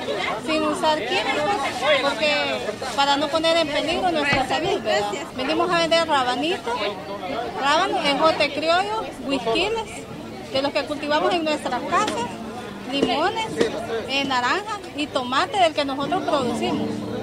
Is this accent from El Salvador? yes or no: yes; Ahuachapán, El Salvador; Vengo de Huachapán con mis productos orgánicos